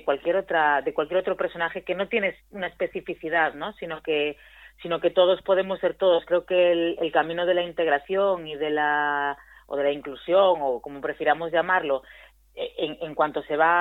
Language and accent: Spanish; Rianxo, Galicia, Spain; Y después en mi pueblo, en Rianxo, yo hice una obra también